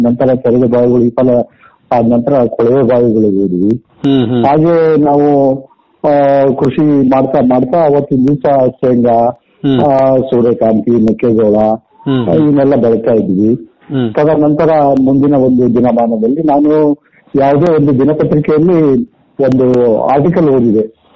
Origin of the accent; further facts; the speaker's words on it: Alavarthi, Karnataka, India; ನಮ್ದು ಕೊಪ್ಪಳ ತಾಲೂಕು ಆಲವರ್ತಿ ಗ್ರಾಮ, ಕೊಪ್ಪಳದಿಂದ 6 ಕಿಲೋಮೀಟರ್ ಇದೆ. ಮುಖ್ಯವಾಗಿ ನಮ್ದು ಕೃಷಿ ಕುಟುಂಬ.